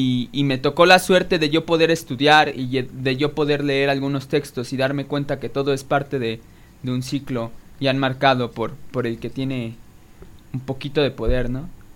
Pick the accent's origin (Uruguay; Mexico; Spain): Mexico; Nezahualcóyotl, State of Mexico; soy clase mediero. Y soy clase mediero de Nesa, y cuando eres de un lugar así, o tan siquiera de donde yo vengo, la realidad es innegable.